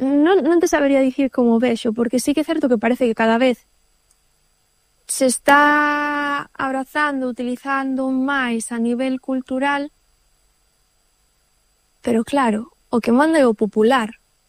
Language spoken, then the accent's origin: Galician; Galicia, Spain; Galician is a second language; eu aquí onde me ve realmente sou neofalante. De feito, é gracioso porque eu sou da Costa da Morte, pero o meu galego é da zona da Mariña.